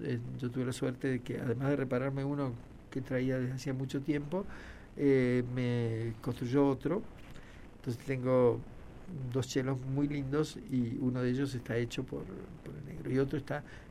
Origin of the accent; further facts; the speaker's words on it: Buenos Aires, Argentina; moved away as an adult; now in Mendoza, Argentina; Yo soy porteño, aunque siempre digo que estoy en rehabilitación desde los 20 años que me fui a vivir a Mendoza, pero es una enfermedad incurable. Y a los 12 años... vivía en Buenos Aires